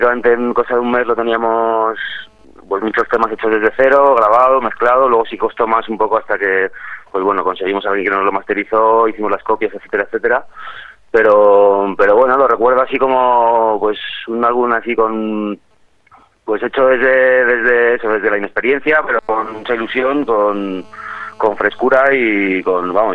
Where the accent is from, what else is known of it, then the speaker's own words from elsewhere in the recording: Pamplona, Navarre, Spain; now in Madrid, Spain; Yo soy de Pamplona, llego a Madrid en el año 96